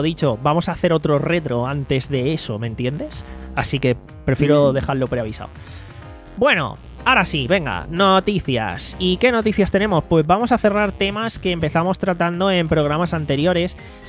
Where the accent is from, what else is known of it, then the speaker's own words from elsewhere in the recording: Alicante, Valencian Community, Spain; Y quiero decir, obvio, ¿no? Soy de Alicante.